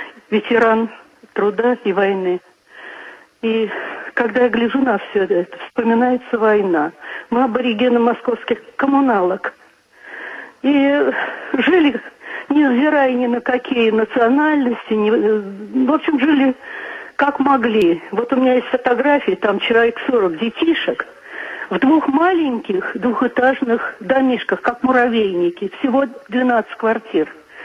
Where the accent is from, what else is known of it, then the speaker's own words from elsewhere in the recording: Moscow, Russia; Я коренная москвичка уж четвертого, по-моему, поколения, потому что прадедкин был, я не знаю, дедушка точно, жил на Полянке.